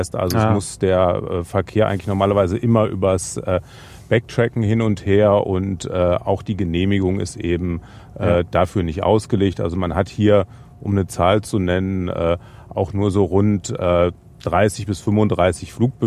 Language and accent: German; Braunschweig, Lower Saxony, Germany; Ich komme aus Braunschweig, da hat man ja dankenswerterweise relativ viele Luftfahrtthemen angesichts von DLR, der Uni, der BFU.